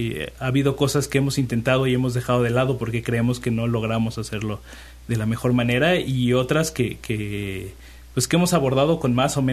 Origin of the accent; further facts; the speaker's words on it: Xalapa, Veracruz, Mexico; Bueno, yo soy de Jalapa, ¿no?, pero hay de distintas partes del país.